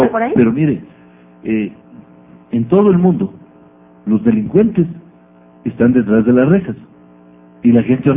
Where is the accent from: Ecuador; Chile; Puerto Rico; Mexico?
Ecuador; O somos más los ecuatorianos que queremos vivir en paz.